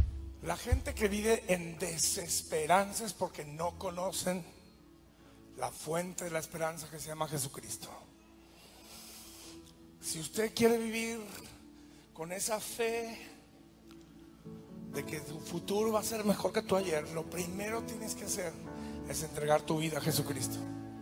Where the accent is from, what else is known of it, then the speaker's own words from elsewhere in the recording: northern Mexico, Mexico; Perdonen la confianza, pero soy del norte de México, somos confianzudos.